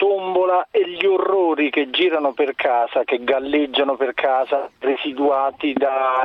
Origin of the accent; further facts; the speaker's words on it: Naples, Campania, Italy; lui è di Portici, io sono di Napoli